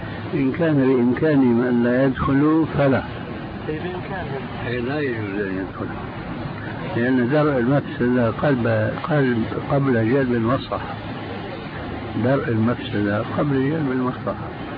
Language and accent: Arabic; Syria; عندنا في الشام